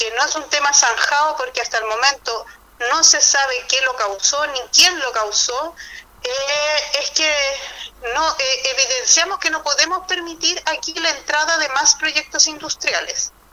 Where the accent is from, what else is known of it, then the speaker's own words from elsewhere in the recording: Puchuncaví, Valparaíso, Chile; corregir que yo soy de Puchuncaví